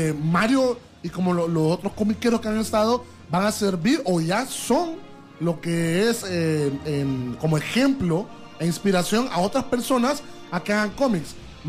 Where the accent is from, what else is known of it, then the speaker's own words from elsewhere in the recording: Honduras; yo como hondureño, como una persona que viene en tu ciudad